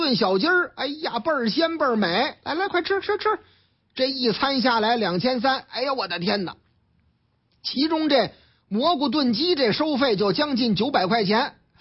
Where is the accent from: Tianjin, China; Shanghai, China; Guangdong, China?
Shanghai, China; 这说的是我老家上海，嗯，俺们上海呢